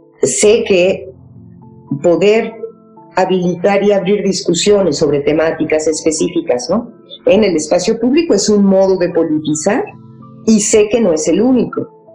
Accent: Mexico; Y sí siento que no hemos tenido capacidad como sociedad mexicana, como gremio

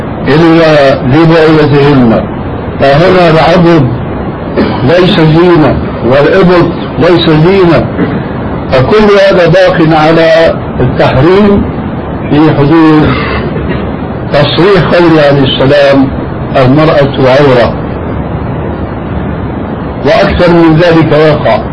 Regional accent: Syria; لأني حديث عهد للبلاد، لكن عندنا في سوريا وفي مصر حدث ولا حرج

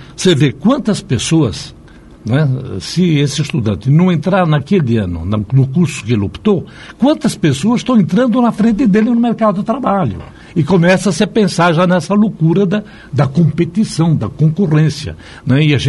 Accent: São Paulo, Brazil; Tenho orgulho de ser paulistano

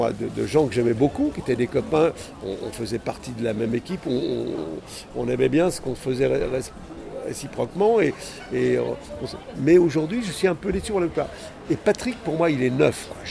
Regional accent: Pays de la Loire, France; je suis originaire de la Mayenne

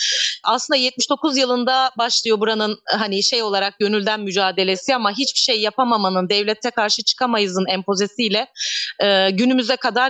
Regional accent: İkizköy, Muğla, Turkey; İkizköylüyüm. İkizköy Ova mevkiinde dünyaya geldim. İki çocuk annesiyim. 43 yaşındayım. 98 yılında evlendim ve Bodrum'a gittim. 2 sene sonrası Milas Beçin'e taşındık

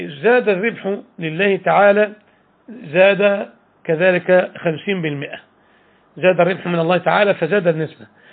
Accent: Al Sharqia Governorate, Egypt; يعني هذه البلدة نعرفها بجوار بلدتنا في الشرقية

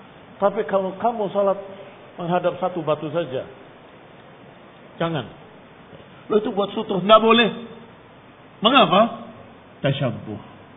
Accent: Java, Indonesia; Kita orang Jawa, kita cinta, kita lahir di sini.

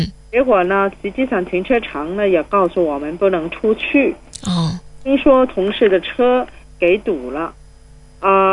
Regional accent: Hong Kong; 没有了我们香港人原来的优点，包括法治精神，包括我们的经济繁荣，包括我们政治稳定

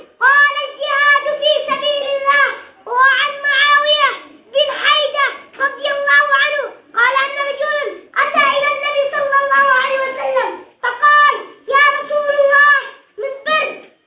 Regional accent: Yemen; اللهم احفظ بلادنا اليمن، اللهم احفظ بلادنا اليمن يا رب العالمين

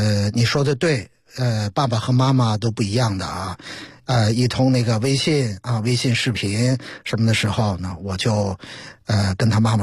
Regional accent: China; 我们作为中国人带有中国人身上那些该有的东西

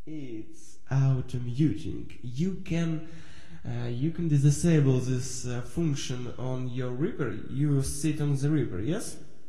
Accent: Ukraine; English is a second language; Yes, I'm Ukrainian. Sorry of my accent and my English.

